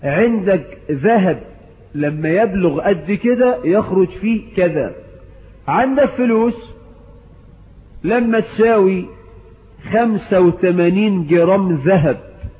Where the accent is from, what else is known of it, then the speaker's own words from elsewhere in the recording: Egypt; بلدنا مصر